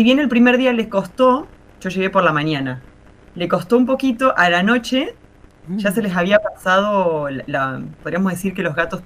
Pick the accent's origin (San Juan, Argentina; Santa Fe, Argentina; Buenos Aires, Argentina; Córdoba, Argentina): Córdoba, Argentina; Marcos Juárez; en este preciso momento estoy en Marcos Juárez, Córdoba. Bueno, en Argentina, en la provincia de Córdoba, en un pueblo que es mi pueblo natal.